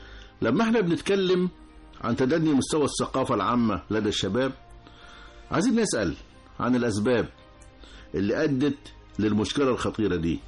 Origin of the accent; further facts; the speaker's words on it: Egypt; مش بس عندنا في مصر بل في العالم كله